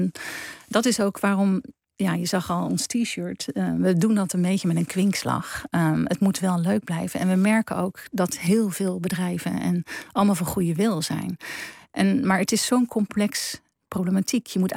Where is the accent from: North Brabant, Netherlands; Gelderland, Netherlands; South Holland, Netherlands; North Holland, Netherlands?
South Holland, Netherlands; Leiden; ik kom uit Leiden en daar hadden we 3 oktober.